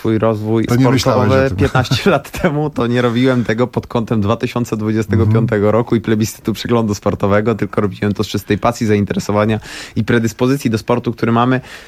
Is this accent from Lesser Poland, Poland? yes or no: no; Łódź, Łódź Voivodeship, Poland; Natomiast jestem z Łodzi, więc jeździłem 2-3 tygodnie w roku